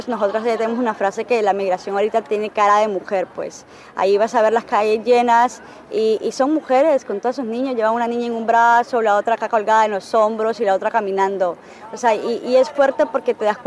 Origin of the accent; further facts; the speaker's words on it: Honduras; lo más jodido que tenemos en Honduras para trabajar justamente ese tema son las políticas